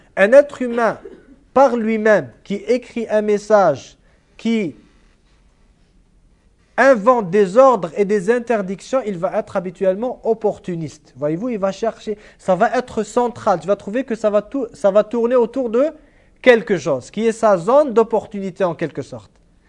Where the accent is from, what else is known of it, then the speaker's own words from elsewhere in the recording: Iran; Moi, je viens de l'Iran, je suis chiite d'origine